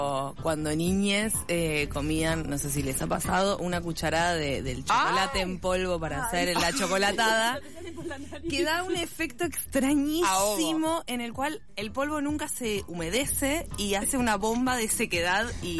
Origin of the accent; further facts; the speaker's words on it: Buenos Aires, Argentina; nacida y criada en Porteñolandia, ese cerebro cuesta tallarlo de grande